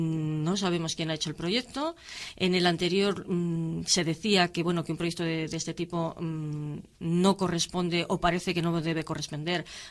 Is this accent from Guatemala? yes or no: no; Laredo, Cantabria, Spain; los que somos de Laredo paguemos menos